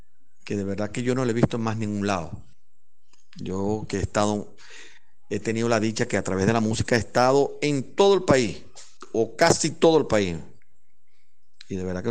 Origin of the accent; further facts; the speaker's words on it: Cumaná, Sucre, Venezuela; born there; como bueno, muchos me dicen de cariño de esa manera, ¿no? Yo nací aquí en Cumaná un 11 de septiembre del año 1967.